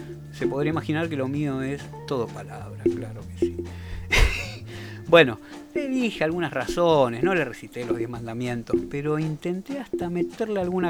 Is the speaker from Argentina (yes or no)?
yes; Argentina; ¿Vos sabés que soy argentino como vos?